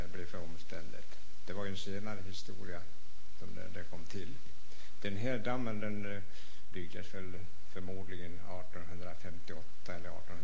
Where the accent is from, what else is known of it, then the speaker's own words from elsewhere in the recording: Östansjö, Örebro County, Sweden; moved away as an adult; Ja, här är jag född och uppfödd till mitt 20:e år när jag flyttade härifrån.